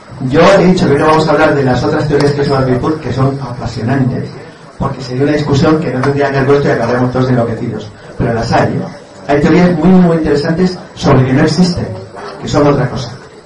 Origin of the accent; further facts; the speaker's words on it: Santander, Cantabria, Spain; La ciudad de mis padres tiene la Torre del Oro Oscuro, soy de Santander.